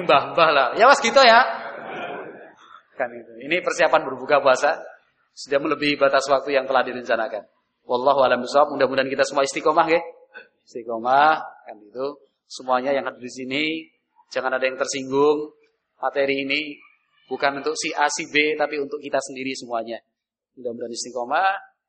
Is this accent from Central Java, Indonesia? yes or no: yes; Central Java, Indonesia; accent: Ngapak; Saya enggak bisa ngulangi karena saya kurang halus. Karena saya agak ngapak-ngapak